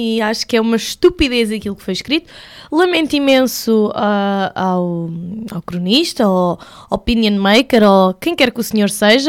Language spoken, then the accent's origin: Portuguese; Leiria, Centro, Portugal; now in Lisbon, Portugal; Eu vivo em Lisboa há 3 anos, mas eu não sou daqui, sou de Leiria.